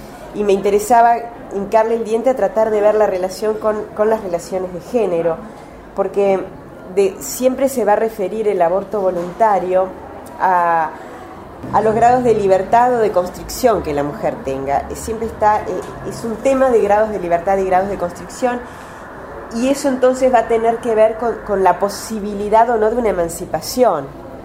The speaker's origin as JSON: {"language": "Spanish", "country": "Uruguay", "said": "Yo soy uruguaya, soy antropóloga y soy feminista"}